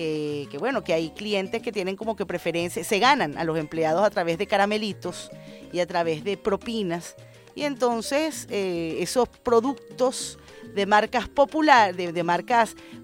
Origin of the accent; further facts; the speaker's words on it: Venezuela; nosotros como venezolanos y venezolanas